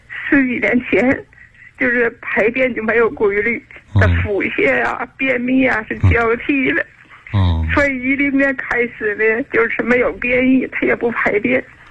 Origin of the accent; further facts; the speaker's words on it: Shenyang, Liaoning, China; moved away as an adult; now in Chengdu, China; 我是地道的沈阳人。